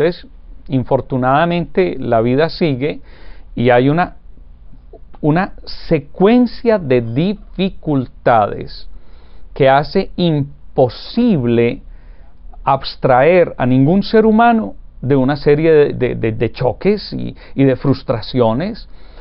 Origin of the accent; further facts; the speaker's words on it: Urrao, Antioquia, Colombia; born there; el pueblo donde yo nací, Urrao, Antioquia, en las montañas de Colombia